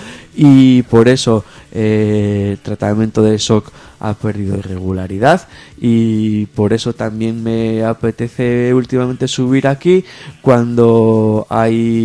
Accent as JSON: {"language": "Spanish", "region": "Asturias", "country": "Spain", "tie": "born or raised there", "lives_now": "São Paulo, Brazil", "said": "en mi pueblo también se dice en Asturias"}